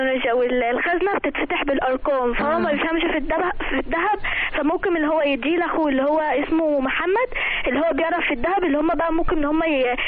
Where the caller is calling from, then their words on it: Alexandria, Alexandria Governorate, Egypt; من الاسكندريه